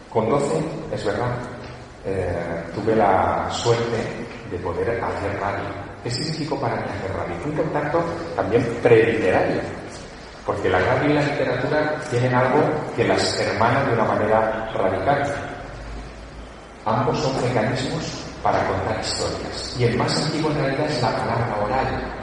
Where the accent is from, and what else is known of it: Teruel, Aragon, Spain; born or raised there